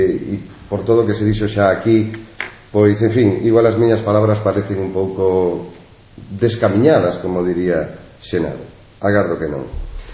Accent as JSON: {"language": "Galician", "region": "Galicia", "country": "Spain", "said": "Celebro como galego comprometido co seu país"}